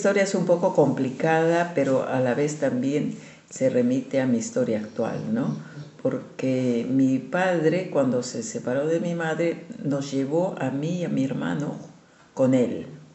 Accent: La Paz, Bolivia; born there; yo soy nacida en La Paz, Bolivia, en la ciudad más alta del mundo, que está a 3.900 metros de altura, de clima seco, muy seco, pero donde siempre hay sol.

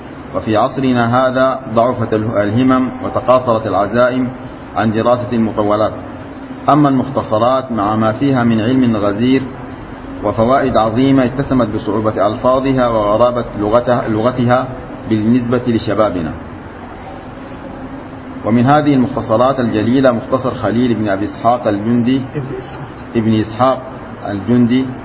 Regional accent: Sudan; وتأثر كل بلد بما نقل إليه من هذه المذاهب، وكان من حظ بلادنا السودان

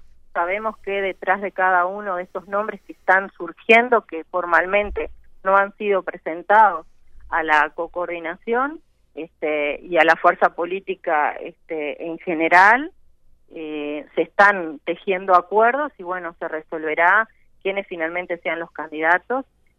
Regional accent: Uruguay; fue una decisión difícil que como muchos uruguayos hubo que tomar

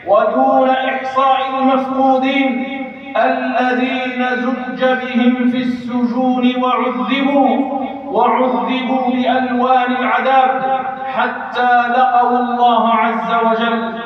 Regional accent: Algeria; لتبقى بلادنا الجزائر بلاداً إسلامية

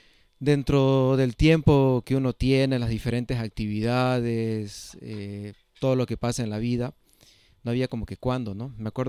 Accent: Camiri, Santa Cruz, Bolivia; Volví a mi tierra, soy camireño, el año 2021

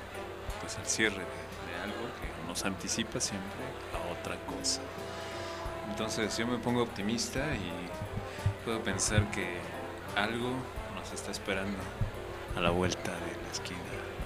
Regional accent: Cuautempan, Puebla, Mexico; la familia Posadas, que vive allá en mi tierra, Cuautempan.

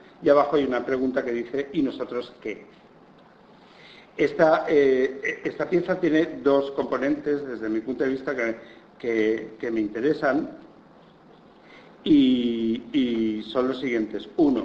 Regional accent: Benissa, Valencian Community, Spain; en un pueblecito al lado de mi pueblo, que es Benissa, en Alicante

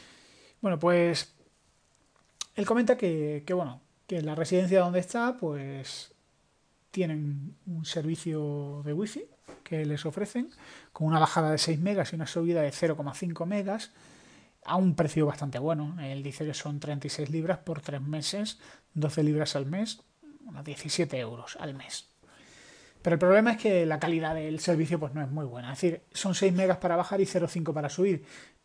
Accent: Spain; un saludo a todos nuestros compatriotas españoles

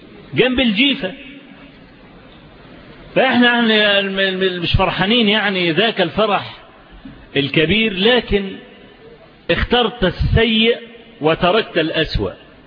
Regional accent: Egypt; ان الفضائيات عندنا في مصر فتحت تونس

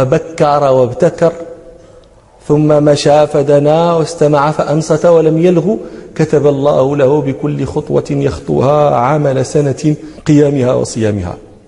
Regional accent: Morocco; افتحنا عندنا في المغرب الباكور، باكورة الفاكهة

